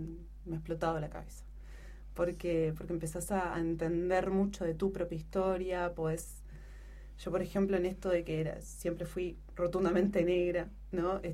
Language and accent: Spanish; Uruguay; now in Chile; hasta que no retorné a Uruguay y empecé a transitar como uruguaya en mi tierra, como uruguaya retornada